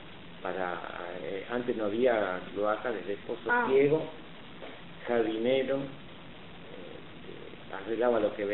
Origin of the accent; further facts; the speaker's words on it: Argentina; born there; Los dos somos nacidos en Argentina.